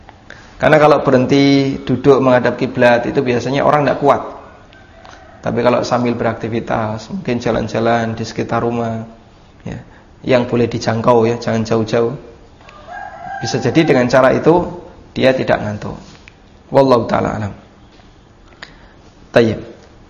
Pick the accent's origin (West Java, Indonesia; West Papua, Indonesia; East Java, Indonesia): East Java, Indonesia; Lamongan; Di kampung saya masih pakai seperti ini, kampung asli Lamongan ya.